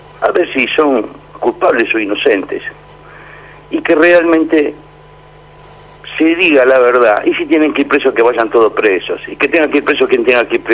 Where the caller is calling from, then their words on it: Buenos Aires, Argentina; de la Boca.